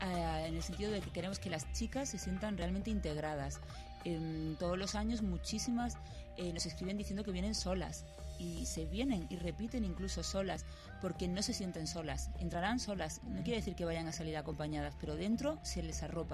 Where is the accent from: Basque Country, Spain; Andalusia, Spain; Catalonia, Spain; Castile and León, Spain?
Andalusia, Spain; Málaga; now in Madrid, Spain; Igual que yo, de Málaga.